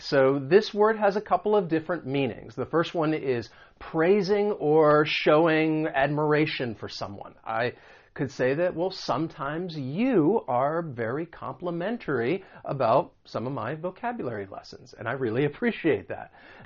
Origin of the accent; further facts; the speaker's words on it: the South, United States; well, I grew up in the South, but there are quite a few different places all over the country where I have lived.